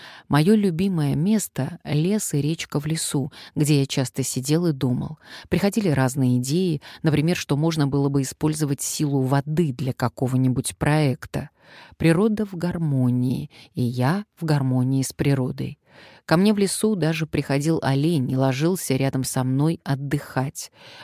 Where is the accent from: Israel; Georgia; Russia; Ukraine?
Ukraine; now in Switzerland; Я из Украины, и сейчас временно с семьей живу в Швейцарии с мужем и детьми, но сердце мое на Украине.